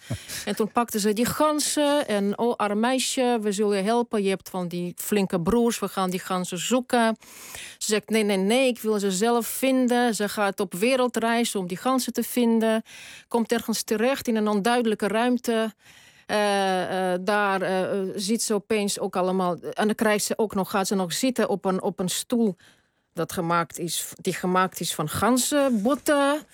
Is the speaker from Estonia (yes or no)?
yes; Tallinn, Harju County, Estonia; born there; first language Estonian and Tatar; Dutch is a second language; ik ben geboren in Tallinn.